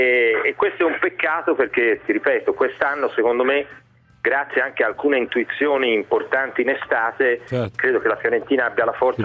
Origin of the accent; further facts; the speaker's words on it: Florence, Tuscany, Italy; da fiorentino ti dico che i fiorentini sono gente strana